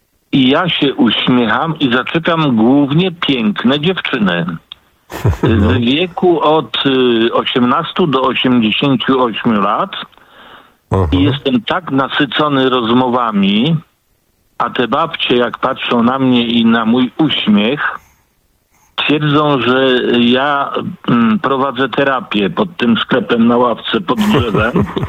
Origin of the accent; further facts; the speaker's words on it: Poznań, Greater Poland Voivodeship, Poland; now in Tychy, Poland; Poprzedniczka wywołała nazwę mojego rodzinnego miasta Poznania. Ale ja już 60 lat w Tychach mieszkam, ale jako Poznaniak odwiedzam.